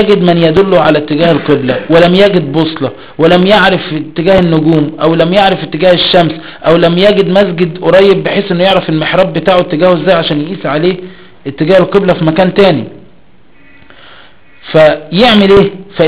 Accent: Egypt; فخلينا في مصر، في مصر بقى بلدنا مصر

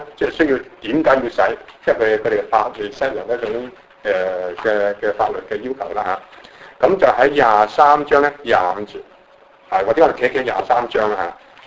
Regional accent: Guangdong, China; 我哋廣東人，我哋講地拖，國語人講咩咧？唔係拖地喎，係拖把嚇。當然，即係我哋話教剪，佢哋話剪刀

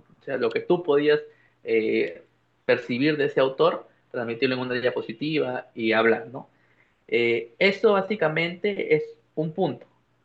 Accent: San Pedro de Lloc, La Libertad, Peru; yo soy natural de San Pedro de Yoc, como ya lo has dicho, es un pueblo, una ciudad de la provincia de Pacasmayo, en La Libertad, el Perú, en la zona norte.

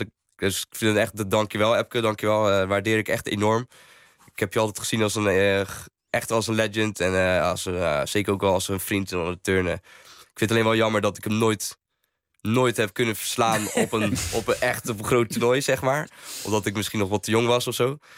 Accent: Netherlands; En ja, dus als gewoon Nederlander en het is gewoon je maat.

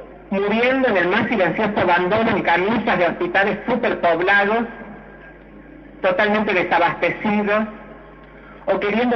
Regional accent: Córdoba, Argentina; Bueno, yo soy de Córdoba

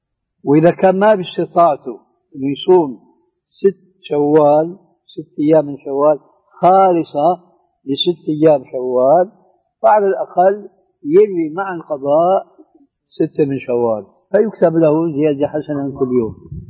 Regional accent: Syria; وأنا مالي كما يقولوا عندنا في الشام حشو الكب هيك

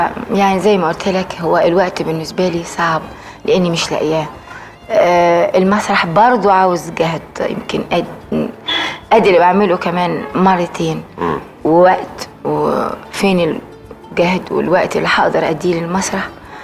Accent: Egypt; وحست ان انا موجوده عندهم وانا من مصر.

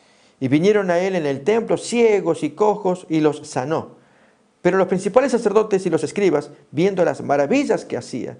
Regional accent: Argentina; Y allá en mi país, en la ciudad principal, en Buenos Aires, había una zona, ahí tenemos el peso argentino.

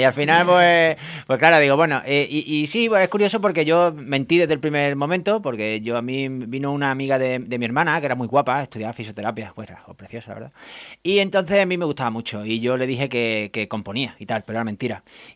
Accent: Córdoba, Andalusia, Spain; Y mira que yo soy de Córdoba y debería estar acostumbrado

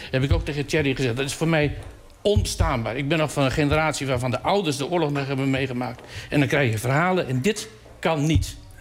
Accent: Groningen, Netherlands; als Groninger even afgereisd naar Den Haag.

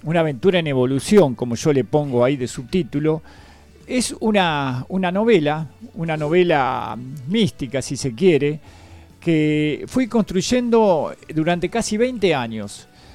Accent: Mar del Plata, Buenos Aires Province, Argentina; also born or lived in Bahía Blanca; Venía de hacer toda mi escuela primaria, secundaria en Mar del Plata. Uh-huh. Nací en Bahía Blanca, viajé mucho por afuera también. Soy como nómade.

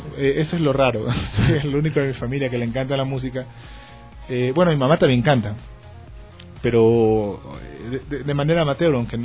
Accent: Guayaquil, Guayas, Ecuador; Yo soy guayaquileño. Pero por diferentes temas en la vida. Me ha tocado vivir en bastantes ciudades. De hecho, a Dios gracias, conozco casi todo el Ecuador

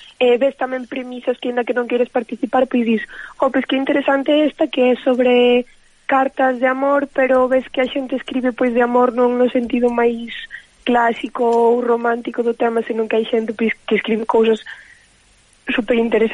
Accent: Ordes, Galicia, Spain; now in A Coruña, Spain; Eu estou na Coruña, pero son de Ordes, que é unha vila que está no medio de Coruña, entre Coruña e Santiago.

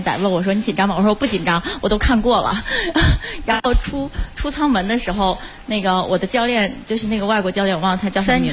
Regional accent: Tianjin, China; 哦，我是天津的。

